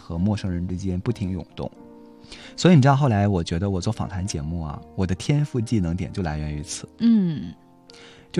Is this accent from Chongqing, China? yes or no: no; Shandong, China; 就是我们山东人都特别喜欢吃馒头嘛